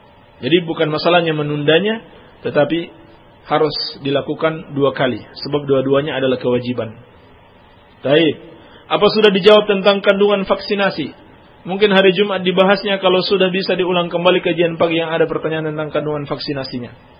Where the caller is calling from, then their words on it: Cikoneng, West Java, Indonesia; Saya dari Sindang Sari, Cikoneng